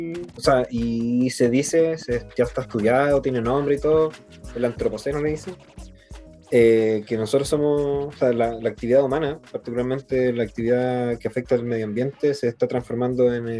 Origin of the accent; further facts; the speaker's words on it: Santiago, Santiago Metropolitan Region, Chile; also born or lived in Coquimbo; viajaba harto de Coquimbo, de donde soy originario, a Santiago, o sea, donde me crié porque nací en Santiago